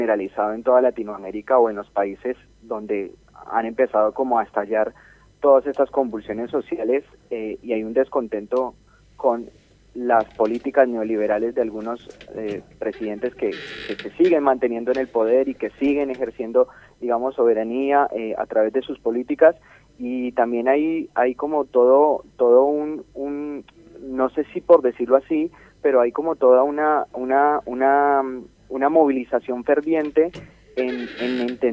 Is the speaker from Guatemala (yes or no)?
no; Colombia; nosotros desde el exterior como colombianos no nos eximamos de nuestras responsabilidades